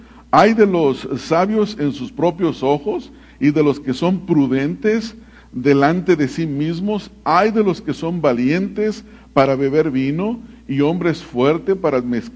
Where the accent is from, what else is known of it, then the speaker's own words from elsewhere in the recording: Mexico; en México, en el país de donde yo vengo